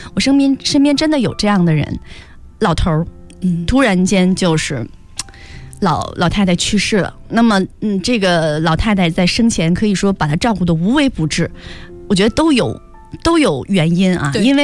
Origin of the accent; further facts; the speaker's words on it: Northeast China, China; 我觉得因为我是东北人，我爱吃家乡的大米。